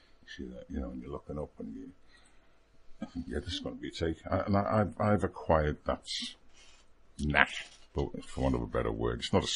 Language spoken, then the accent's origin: English; Liverpool, North West England, United Kingdom; But I'm from Liverpool, so yeah, I can do that.